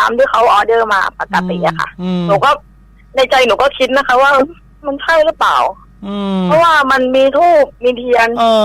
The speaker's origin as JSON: {"language": "Thai", "region": "Ranong", "country": "Thailand"}